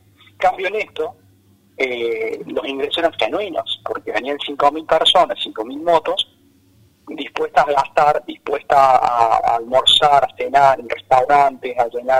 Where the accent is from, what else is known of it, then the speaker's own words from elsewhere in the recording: Villa Dolores, Córdoba, Argentina; born there; now in Córdoba, Argentina; Mira, yo soy nacido en Villa Dolores.